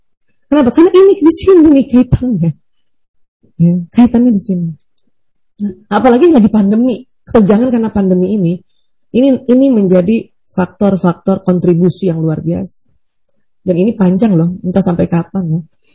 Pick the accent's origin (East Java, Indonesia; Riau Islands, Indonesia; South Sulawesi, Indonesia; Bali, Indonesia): South Sulawesi, Indonesia; Makassar; Apalagi saya orang Bugis Makassar.